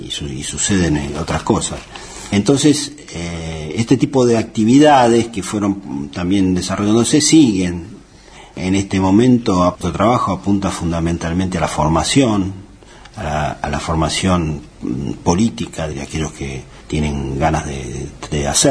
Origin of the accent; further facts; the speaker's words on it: San Martín, Buenos Aires Province, Argentina; born there; En realidad yo nací en San Martín, provincia de Buenos Aires. Y de ahí, cuando me casé, por primera vez, vine a vivir en Almagro. Después de ahí, tuve... Caminé por el mundo.